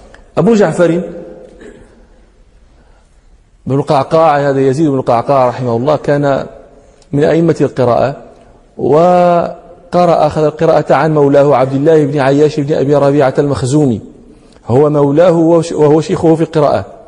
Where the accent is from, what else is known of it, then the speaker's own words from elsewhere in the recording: Morocco; يعني بعض المتكلمين هنا عندنا في المغرب ينطقون بها